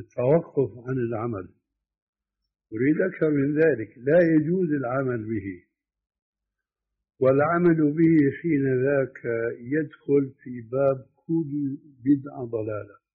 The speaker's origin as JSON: {"language": "Arabic", "country": "Syria", "said": "قد مثلا لما كان يقوم الخلاف عندنا في سوريا بين أئمة المساجد المؤذنين"}